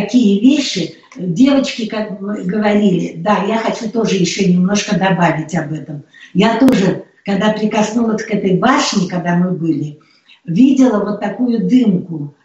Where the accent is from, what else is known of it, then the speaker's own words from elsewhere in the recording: Saint Petersburg, Russia; Потому что сама я родилась в Ленинграде. Это город все знают, что он прекрасный. Да, я там родилась и выросла